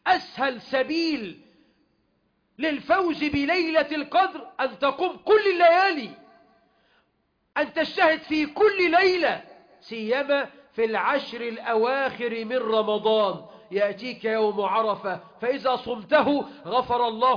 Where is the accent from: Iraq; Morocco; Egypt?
Egypt; اللهم اجعل بلدنا مصر أمنا أمانا